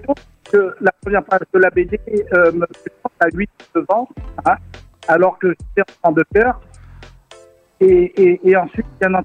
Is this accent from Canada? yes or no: no; Réunion; moved away as an adult; J'ai grandi à La Réunion et j'ai quitté mon île natale à 22 ans pour intégrer la police à Paris.